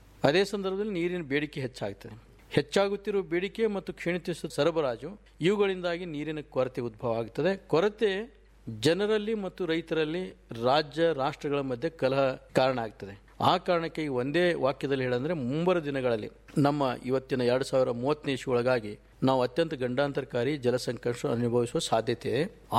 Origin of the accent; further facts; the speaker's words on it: Karnataka, India; ಮೂಲತಃ ನಂದು ಕೂಡ ವಿಜಾಪುರ ಜಿಲ್ಲೆ, ಭೀಮಾ ನದಿ ತೀರದಲ್ಲಿ ನನ್ನ ಊರು. ನನಗೆ ಒಂದು ರೈತನ ಮಗನಾಗಿ